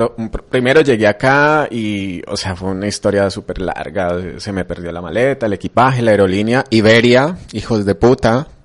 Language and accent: Spanish; Cali, Valle del Cauca, Colombia; Cali es una ciudad, como el mismo nombre lo dice, Cali es una ciudad caliente